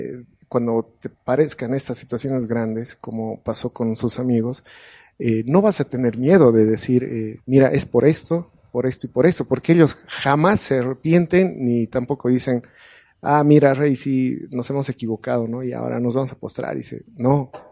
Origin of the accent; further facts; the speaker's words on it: Cochabamba, Bolivia; de Cochabamba, no voy a poder mañana estar